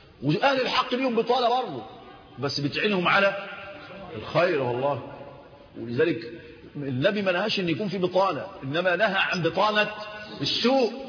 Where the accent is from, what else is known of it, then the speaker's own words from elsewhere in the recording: Egypt; في الدلتا عندنا في مصر